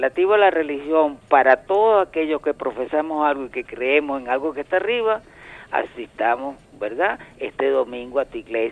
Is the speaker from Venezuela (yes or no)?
yes; Venezuela; para darnos un abrazo como hermanos venezolanos.